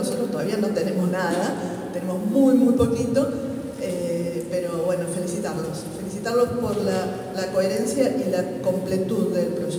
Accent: Argentina; now in Spain; Yo vengo de Argentina, llegué hace 2 días.

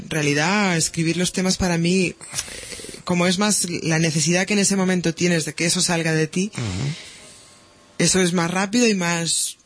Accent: Barcelona, Catalonia, Spain; Mira, nací en Gracia, pero me crié en el Guinardó, y luego a los 18 años volvimos para Gracia. O sea, que siempre entre Gracia y Guinardó.

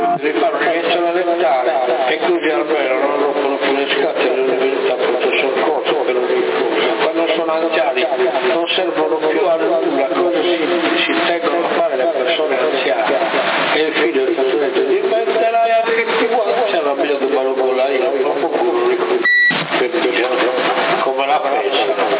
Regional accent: Sardinia, Italy; noi non siamo americani, siamo sardi.

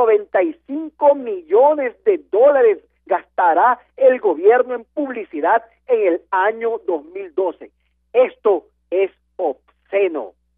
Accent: Ecuador; Pero sí es mi deber, como ciudadano ecuatoriano, como persona responsable

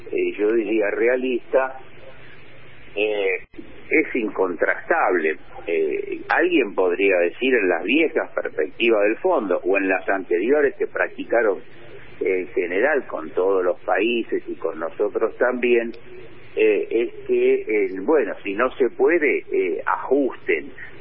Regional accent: Buenos Aires, Argentina; todos los que somos porteños recordaremos, se hace en junio, julio

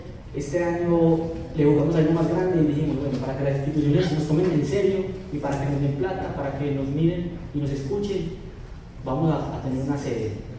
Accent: Manizales, Caldas, Colombia; vengo de la ciudad de Manizales, de la Fundación Fellini

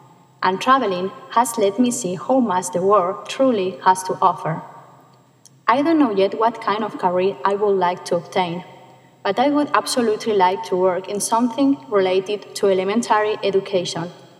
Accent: Ontinyent, Valencian Community, Spain; English is a second language; I'm from Valencia, Spain. I was born on May 16, 1989 in a town called Ontinyent in the southeast of Spain.

